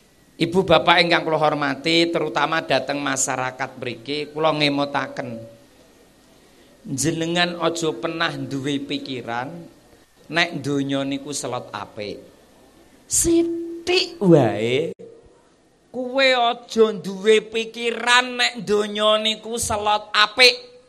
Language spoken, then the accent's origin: Javanese; Temanggung, Central Java, Indonesia; Niki kula niki tiyang Temanggung, Bu. Bojo kula niku daleme Temanggung. Wonten Pare Mendirat.